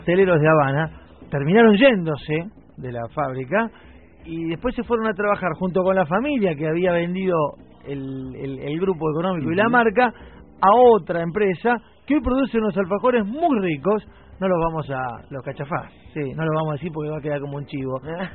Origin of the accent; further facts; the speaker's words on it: Buenos Aires, Argentina; now in Avellaneda, Argentina; yo soy, vivo en Avellaneda, pero soy oriundo del barrio de Flores. Donde yo nací, donde me crié, es en la calle Lautaro al 700, ahí en Flores Sur.